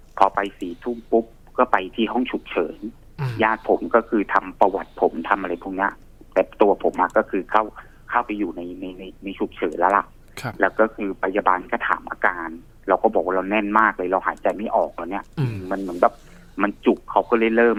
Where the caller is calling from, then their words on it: Chonburi, Thailand; อ๋อชลบุรีครับผม